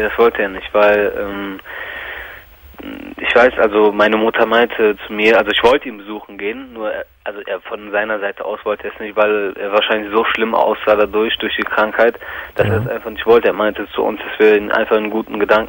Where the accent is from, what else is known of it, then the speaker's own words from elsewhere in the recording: Greece; Nur das war immer so ein, ich habe mich als Grieche gezeigt so.